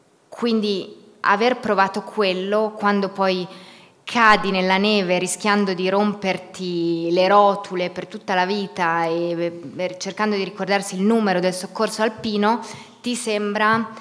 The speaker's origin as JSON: {"language": "Italian", "town": "Pieve di Cadore", "region": "Veneto", "country": "Italy", "tie": "born or raised there", "said": "Io sono nata a Pieve di Cadore, quindi sono nata in montagna, ho avuto l'infanzia dei bambini negli anni 90. Poi ho studiato cinese a Roma, lingue orientali"}